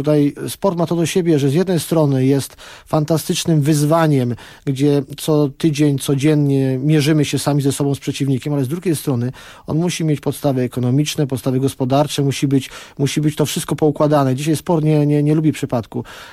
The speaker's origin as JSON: {"language": "Polish", "town": "Kraków", "region": "Lesser Poland", "country": "Poland", "said": "Znam go z Krakowa, ja jestem z Krakowa, trener Nawałka jest z Krakowa."}